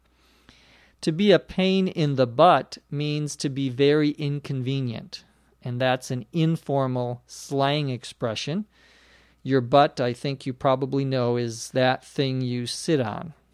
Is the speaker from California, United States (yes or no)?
yes; Los Angeles, California, United States; from Los Angeles, California.